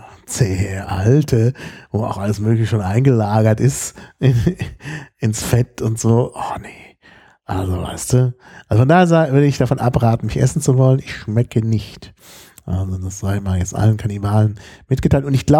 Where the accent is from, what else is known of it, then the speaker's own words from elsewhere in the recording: Berlin, Germany; Deshalb würde ich auf jeden Fall sagen, ich komme aus Berlin.